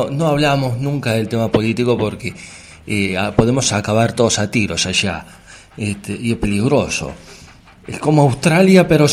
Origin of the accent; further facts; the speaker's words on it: Argentina; Yo que soy argentino, que ya prácticamente vivimos toda la mierda que nos pueden echar en este planeta.